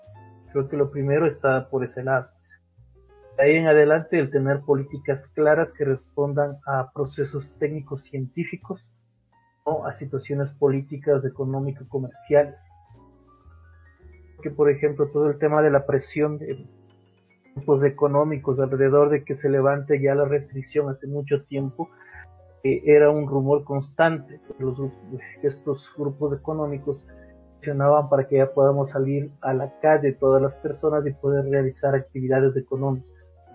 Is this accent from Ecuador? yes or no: yes; Ecuador; Cuando deberíamos tener como ciudadanos, como ecuatorianos, una imagen pública de alguien que nos transmita cifras en las cuales podamos confiar